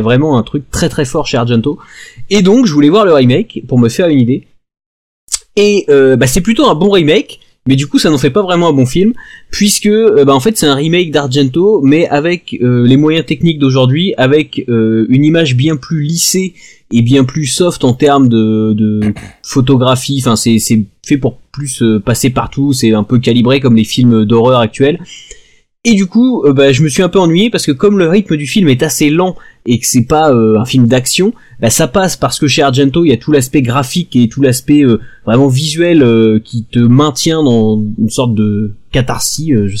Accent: Italy; C'est parce que tout simplement les couvertures de polar, d'ailleurs comme chez nous, en Italie, sont jaunes.

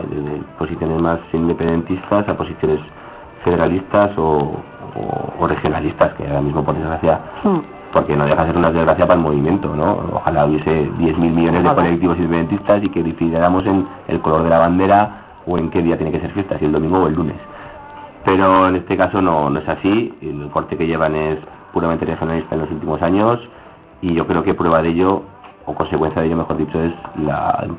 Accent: Aragon, Spain; Cuando viajamos fuera, vamos a otras naciones sin Estado, ¿no? Y entonces, pues, ¿de dónde eres? No, pues, sí, de Aragón.

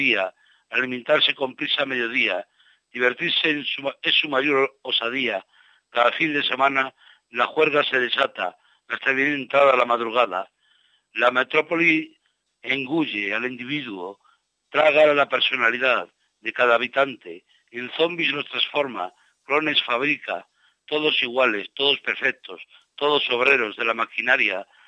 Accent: Toro, Castile and León, Spain; desde Madrid hasta Toro, en mi tierra, en Zamora. Yo por aquellos tiempos vivía en la calle

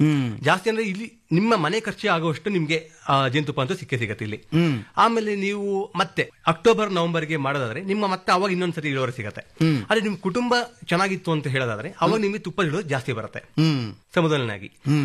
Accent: Sirsi, Karnataka, India; now in Bangalore, India; ನಮ್ದು ಮೂಲತಃ ಬಂದು ನಮ್ದು ಸಿರ್ಸಿಯವ್ರನವರು. ನಾವು ಅಲ್ಲಿಂದ ಬೆಂಗಳೂರಿಗೆ ಬಂದು ಇವಾಗ ನಮ್ಮ ತಂದೆಯವರು 33 ವರ್ಷ ಆಗಿತ್ತು.

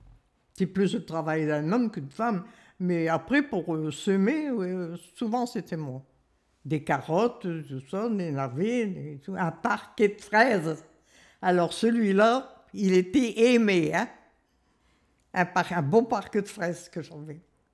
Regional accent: Saint-Michel-sur-Ternoise, Hauts-de-France, France; born there; 27 juillet 1929. Également, je suis née à Saint-Michel-sur-Ternoise. Ça touche à Saint-Paul.

